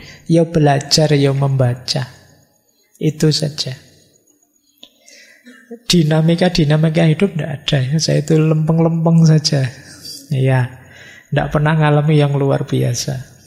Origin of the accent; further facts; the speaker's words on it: Java, Indonesia; Ya kebetulan saya orang Jawa, jadi lebih passion kalau filosofi-filosofi Jawa.